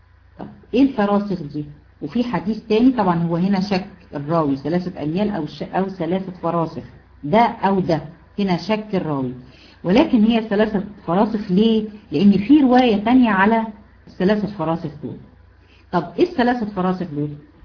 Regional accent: Egypt; احنا هنا عندنا في مصر عارفين الكارثة اللي هي بتفصل ما بين المدينة وبعضها،

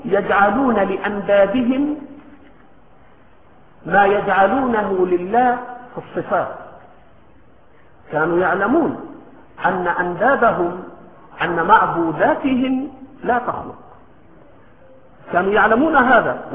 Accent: Egypt; accent: Egyptian; ولكن في لهجتنا المصرية بنقول شلا شلا

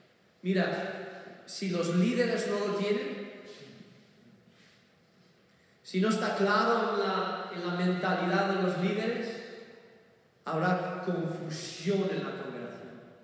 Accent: Burgos, Castile and León, Spain; me crié en Burgos y Burgos tiene la mejor morcilla de toda España.

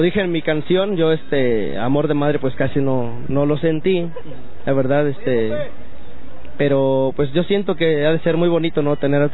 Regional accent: Moroleón, Guanajuato, Mexico; soy originario de Moroleón, Guanajuato.

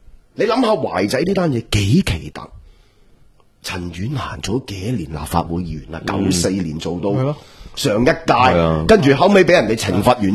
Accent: Hong Kong; 我哋香港人嘅政府

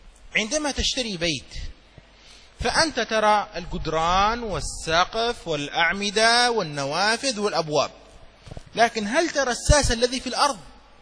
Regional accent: Yemen; وعندنا في اليمن الحضارم يحبون التمر كثيرا، كما تحبون أنتم الرز كثيرا

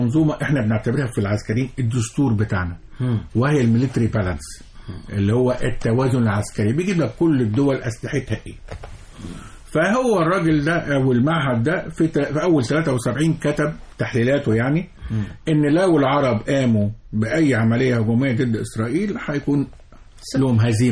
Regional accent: Egypt; وانت عارف احنا مصريين الارض ارض تمام.

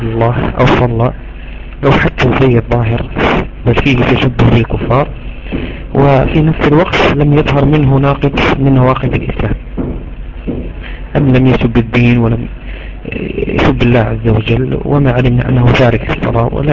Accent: Morocco; نعيشه نحن هنا عندنا في المغرب

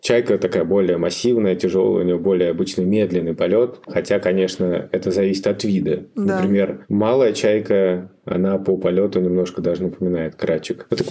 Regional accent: Latvia; now in Moscow, Russia; Я когда приехал в Москву из Латвии, я, конечно, стал искать тех птиц, которых я в Латвии не видел.

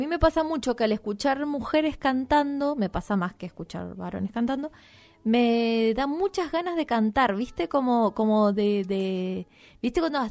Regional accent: Tunuyán, Mendoza, Argentina; Sí, porque yo te soy de Tunuyán

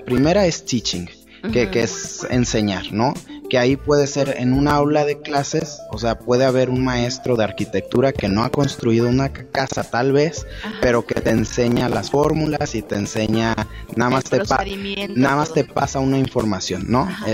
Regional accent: Irapuato, Guanajuato, Mexico; Yo soy originario de Irapuato

